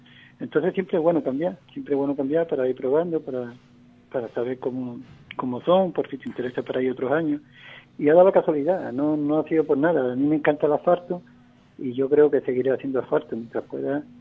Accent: Andalusia, Spain; Entonces los andaluces somos andaluces. Sabemos donde vayamos, somos andaluces

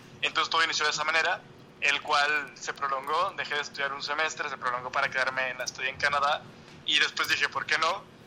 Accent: Guadalajara, Jalisco, Mexico; Sí, yo soy originario de México, exactamente de la ciudad de Guadalajara, que es pues cuna del mariachi y del tequila, que son muy representativos de México.

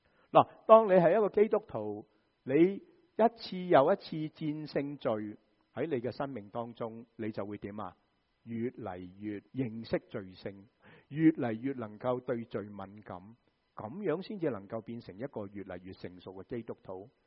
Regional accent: Guangdong, China; 我们广东人就会怎么说啊？

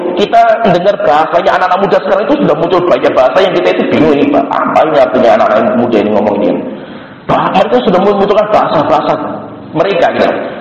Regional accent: Java, Indonesia; Kita orang Jawa. Kita itu orang Jawa.

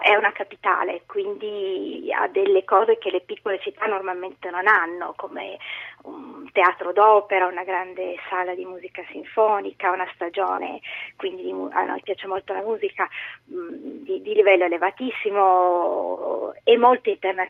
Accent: Turin, Piedmont, Italy; moved away; also born or lived in Milan; Sono di Torino

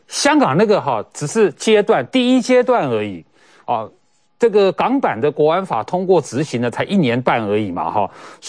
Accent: Taiwan; 还有未来我们台湾人该怎么办？

